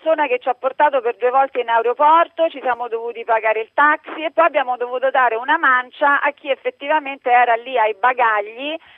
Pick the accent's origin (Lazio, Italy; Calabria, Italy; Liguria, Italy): Lazio, Italy; Rome; Non arriviamo a Roma perché noi siamo di Roma, arriviamo a Pisa.